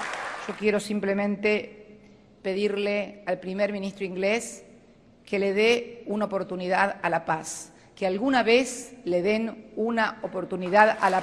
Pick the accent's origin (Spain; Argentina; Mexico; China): Argentina; les decimos honor y gloria en nombre de todos los argentinos